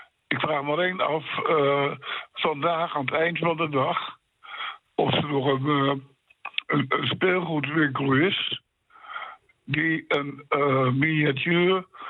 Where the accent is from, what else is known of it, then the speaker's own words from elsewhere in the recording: Gouda, South Holland, Netherlands; Ik kom uit Gouda. Ik zit in een bezorgingshuis.